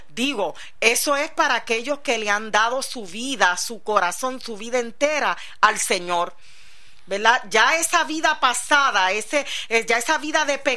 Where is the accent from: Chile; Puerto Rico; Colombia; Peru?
Puerto Rico; Nosotros que venimos desde la isla de Puerto Rico, que estamos rodeados por agua por todos lados